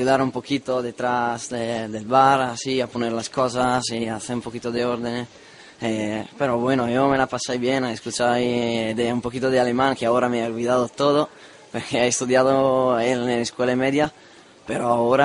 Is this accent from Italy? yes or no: yes; Veneto, Italy; Yo soy de Italia, del norte de Italia, la misma provincia de Venecia.